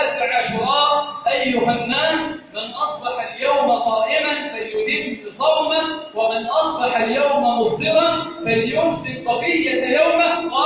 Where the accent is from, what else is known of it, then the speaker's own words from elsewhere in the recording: Egypt; اللهم إنا نسألك أن تجعل بلدنا مصر سخاءً